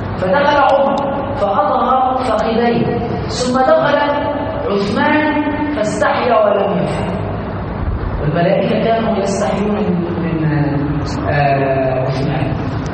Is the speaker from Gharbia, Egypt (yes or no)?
no; Aswan, Aswan Governorate, Egypt; وهذا عندنا في الصعيد في اسوان ومشاهد